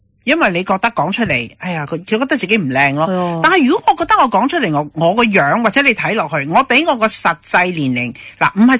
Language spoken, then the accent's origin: Cantonese; China; 嗱，我哋中国人咧就好讲孝道嘅